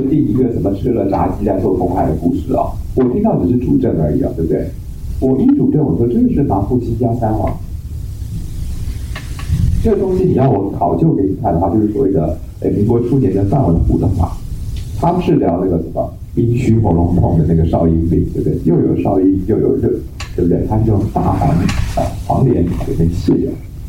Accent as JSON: {"language": "Chinese", "country": "Taiwan", "said": "可是我们台湾有一种病叫做冷气病，因为我们台湾人呢、啊、天气热，热带气候嘛"}